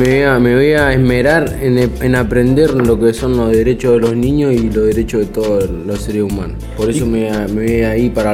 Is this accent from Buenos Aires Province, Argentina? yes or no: yes; Malvinas Argentinas, Buenos Aires Province, Argentina; Yo soy de Malvinas, Argentina, zona norte, Gran Bur.